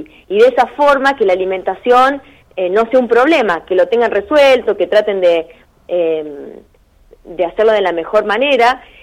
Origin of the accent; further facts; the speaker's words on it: Eduardo Castex, La Pampa, Argentina; now in Córdoba, Argentina; yo soy de Eduardo Castex y bueno, hace varios años que estoy acá en Córdoba porque me vine a estudiar